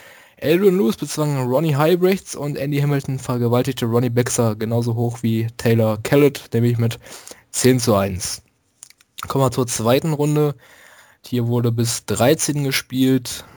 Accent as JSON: {"language": "German", "town": "Bottrop", "region": "North Rhine-Westphalia", "country": "Germany", "tie": "born or raised there", "said": "Ausgetragen in Blackpool, was übrigens die Partnerstadt meiner Heimatstadt Bottrop ist"}